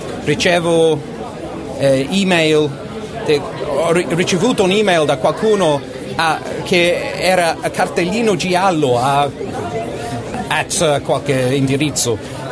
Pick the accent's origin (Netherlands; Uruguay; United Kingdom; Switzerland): United Kingdom; England; Italian is a second language; ero in Inghilterra a quel tempo lì, sono inglese, infatti non